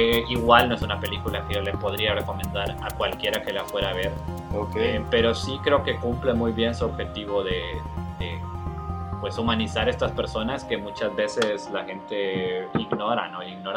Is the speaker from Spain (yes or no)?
no; Honduras; now in Mexico; La verdad es que yo, ahora que vivo aquí en México, es que me doy cuenta un poco de estas películas como distintas, mexicanas, buenas. Okay. Porque allá en Honduras